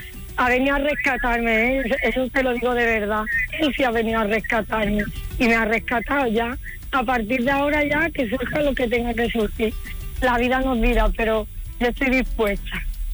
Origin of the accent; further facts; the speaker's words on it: Cádiz, Andalusia, Spain; Es que soy muy lanzada, ¿sabes? Como buena gaditana vamos a por todas.